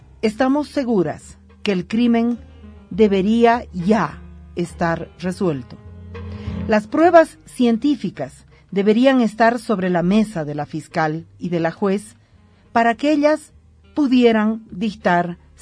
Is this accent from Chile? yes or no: no; Bolivia; estoy convencida, como boliviana, como mujer, como feminista